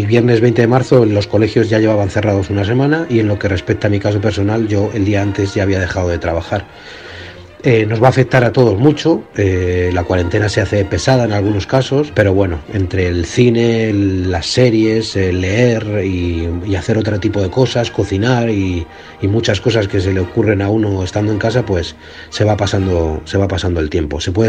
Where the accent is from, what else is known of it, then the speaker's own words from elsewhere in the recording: Spain; now in Munich, Germany; soy español, resido en Múnich